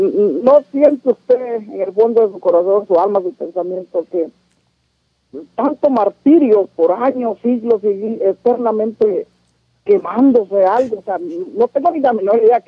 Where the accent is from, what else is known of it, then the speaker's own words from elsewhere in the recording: El Salvador; born there; Bueno, yo soy salvadoreño, nací en ese lugar.